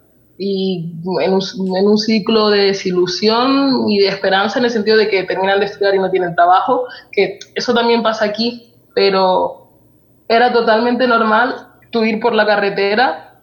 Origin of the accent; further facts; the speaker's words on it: Tenerife, Canary Islands, Spain; also born or lived in Lanzarote; yo nací en Lanzarote y me crié en Tenerife, pero me considero, por ejemplo, de las dos partes.